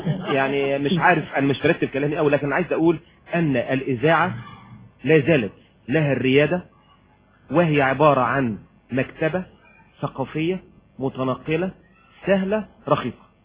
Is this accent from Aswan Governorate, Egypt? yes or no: yes; Aswan, Aswan Governorate, Egypt; انا راجل يعني بتكلم بالصعيد، انا من اسوان